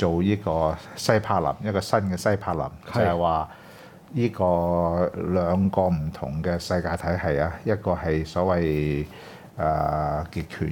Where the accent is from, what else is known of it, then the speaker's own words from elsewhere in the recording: Hong Kong; 即係我哋香港人過去嗰五年，見到好多一啲年輕嘅有志參政嘅人士咧